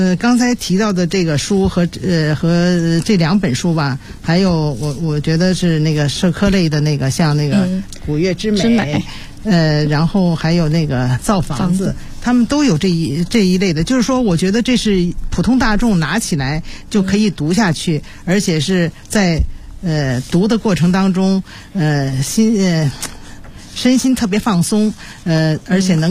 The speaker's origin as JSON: {"language": "Chinese", "region": "Beijing", "country": "China", "said": "我是因为是作为一个北京人"}